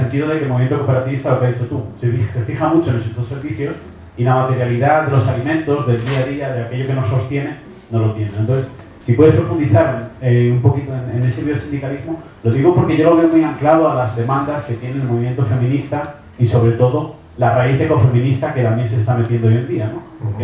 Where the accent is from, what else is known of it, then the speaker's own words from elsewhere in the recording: Madrid, Community of Madrid, Spain; now in Seville, Spain; Yo soy de Madrid también, pero llevo aquí un tiempo viviendo en Sevilla.